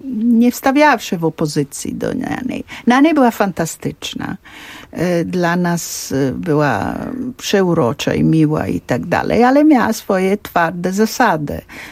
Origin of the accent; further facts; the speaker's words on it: Florence, Tuscany, Italy; Ja się wychowywałam w domu przede wszystkim florenckim.